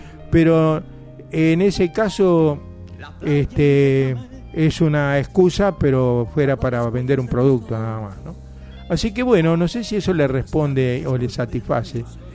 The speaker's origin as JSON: {"language": "Spanish", "town": "Quilmes", "region": "Buenos Aires Province", "country": "Argentina", "tie": "born or raised there", "also_born_or_lived": "United States", "said": "yo soy estadounidense de nacimiento, pero me crié acá en Quilmes."}